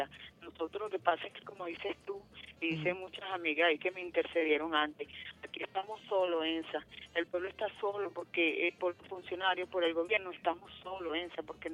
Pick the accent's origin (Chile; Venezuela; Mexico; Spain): Venezuela; somos venezolanos